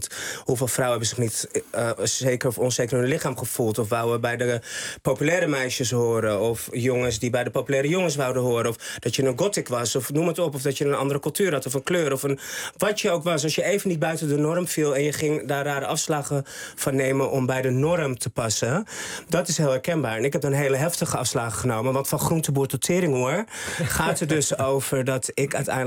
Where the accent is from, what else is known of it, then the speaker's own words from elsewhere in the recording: Haarlem, North Holland, Netherlands; born there; Ik ben geboren in Haarlem. Ik ben een echte mug, hart en nieren.